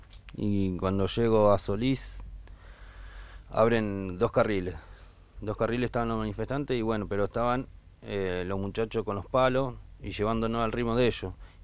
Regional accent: Tigre, Buenos Aires Province, Argentina; De Tigre.

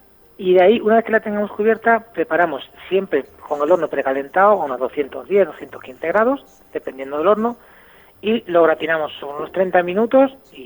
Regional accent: Extremadura, Spain; Como se suele decir por mi tierra, por Extremadura, el cerdo hasta los andares

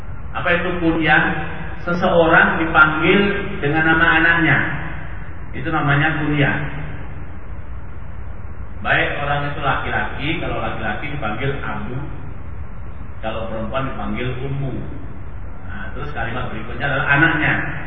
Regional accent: Bangil, East Java, Indonesia; Saya orang Solo, bukan orang Jakarta katanya, dan asli saya orang Bangil, bukan orang mana-mana.

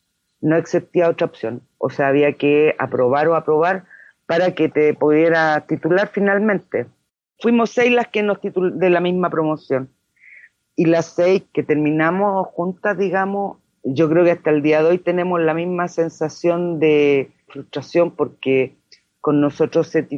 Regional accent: Ñuñoa, Santiago Metropolitan Region, Chile; born there; nací en Ñuñoa, en el Hospital de Carabineros de Chile, un día 17 de mayo de 1962.

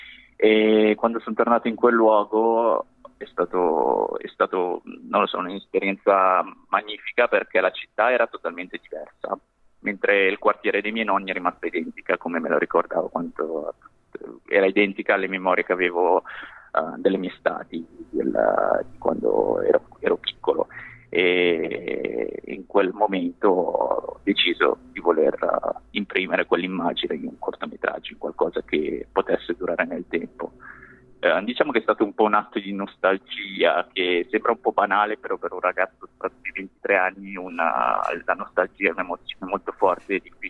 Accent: Milan, Lombardy, Italy; Io sono nato qui in Italia, sono cresciuto a Milano e vivo tuttora a Milano.

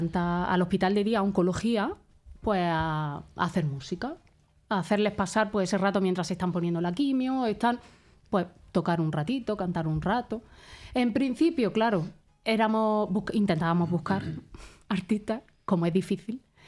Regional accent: Alicante, Valencian Community, Spain; de pequeña vivía en Alicante

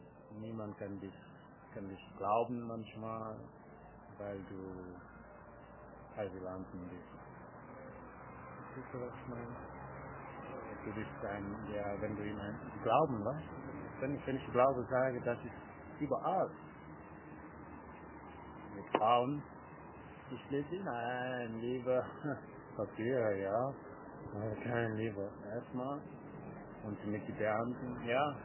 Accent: Senegal; German is a second language; now in Germany; hab mich besser gefühlt in Senegal. Ich bin in meiner Heimat, ich habe mich besser gefühlt.

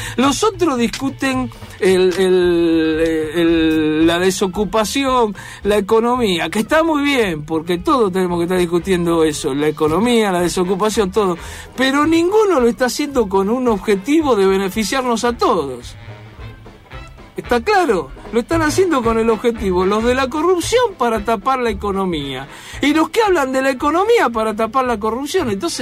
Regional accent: Argentina; tenemos que ver si como argentinos somos capaces de construir algo

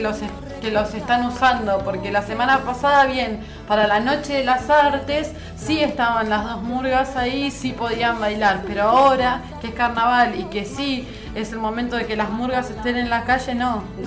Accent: La Plata, Buenos Aires Province, Argentina; Yo vengo de La Plata y a fin de año en La Plata hay una tradición, se hacen grandes muñecos.

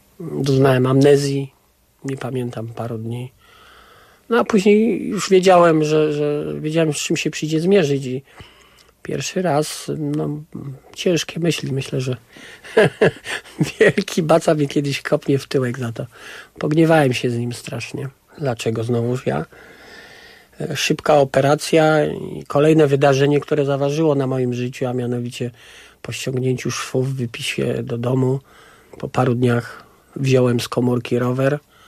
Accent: Kraków, Lesser Poland, Poland; Wychowałem się w bardzo specyficznym miejscu, a mianowicie w robotniczej dzielnicy Krakowa, Nowej Hucie, takim blokowisku.

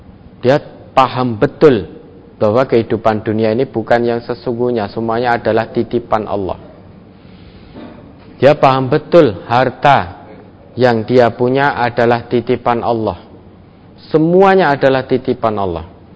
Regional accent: Java, Indonesia; Kalau bahasa kita orang Jawa mungkin bisa dengan bahasa kromo kalau kita bisa.

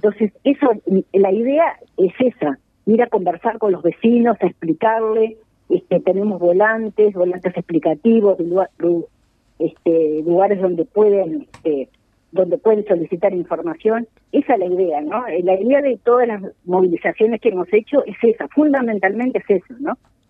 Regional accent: Uruguay; tenemos que sentarnos a pensar como uruguayos

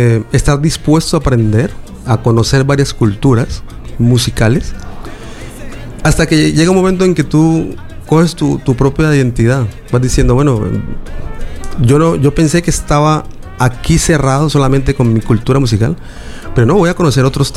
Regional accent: Cali, Valle del Cauca, Colombia; born there; Me inspiró porque son mis raíces, ¿no? Nací en Cali. Mis viejos son de allá también.

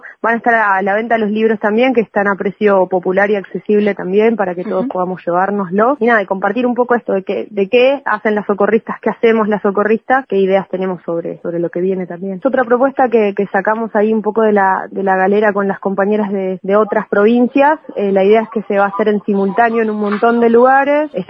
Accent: Neuquén, Argentina; now in Bariloche, Argentina; yo soy de Neuquén originaria, pero vivo acá en Bariloche hace 9 años.

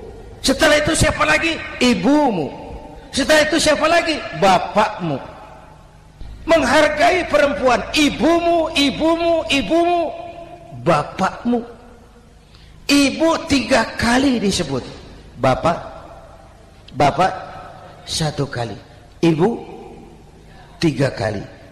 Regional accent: Jakarta, Indonesia; born there; Bahwa saya lahir di Jakarta, itu sih kebetulan.

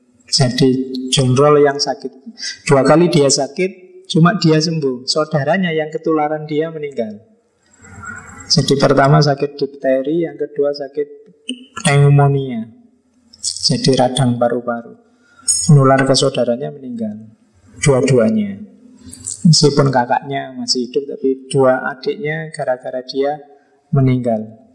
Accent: Yogyakarta, Special Region of Yogyakarta, Indonesia; Saya orang Jogja, Jawa Tengah, kalau bilang su gitu kan, seolah-olah akrab sekali.

